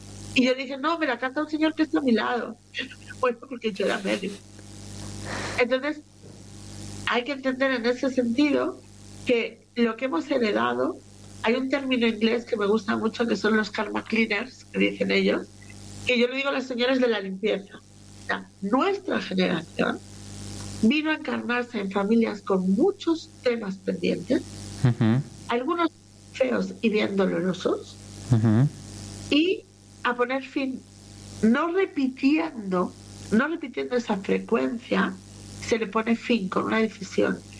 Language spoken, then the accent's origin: Spanish; Catalonia, Spain; born there; Me castigaba por hablar con los españoles, porque encima yo nací en Cataluña.